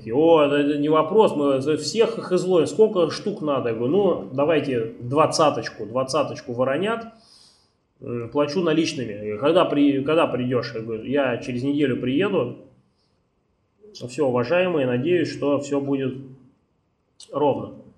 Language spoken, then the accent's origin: Russian; Moscow, Russia; Ну, я из Москвы, не очень приятно.